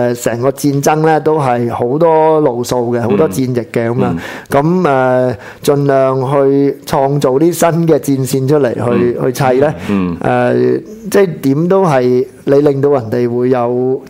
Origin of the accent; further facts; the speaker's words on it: Hong Kong; 其实就代表原来。我哋香港人或者嗰个屋邨嘅居民，你可以嗡翻嗰个商场